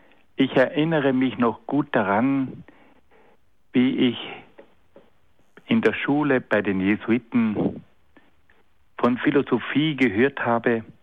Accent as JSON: {"language": "German", "region": "Trentino-Alto Adige", "country": "Italy", "said": "Als Südtiroler war ich verpflichtet, 15 Monate beim Militär zu dienen."}